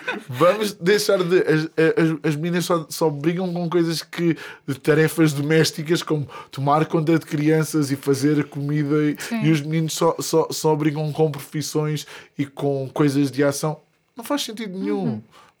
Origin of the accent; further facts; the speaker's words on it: Vieira, Portugal; havia na terra onde eu cresci, na Vieira